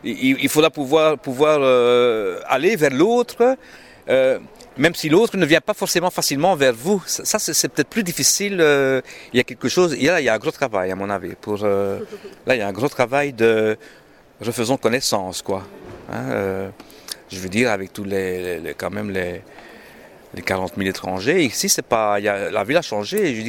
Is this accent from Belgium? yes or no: yes; Charleroi, Wallonia, Belgium; moi je suis de Charleroi, bon, le wallon, j'adore le wallon, je continue à parler le wallon